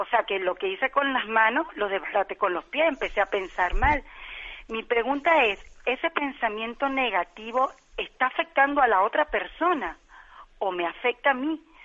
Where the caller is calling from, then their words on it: Gran Canaria, Canary Islands, Spain; de Gran Canaria. Un gran saludo desde acá.